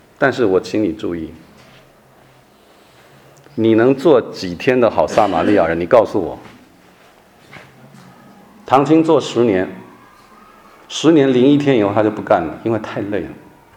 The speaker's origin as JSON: {"language": "Chinese", "region": "Shandong", "country": "China", "said": "我们山东人吃肉哈酒啊"}